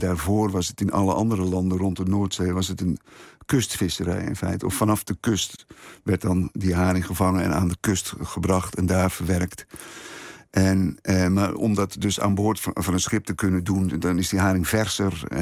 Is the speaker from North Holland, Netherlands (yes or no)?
yes; IJmuiden, North Holland, Netherlands; En dan naar IJmuiden, waar ik vandaan kom, in Oud-IJmuiden.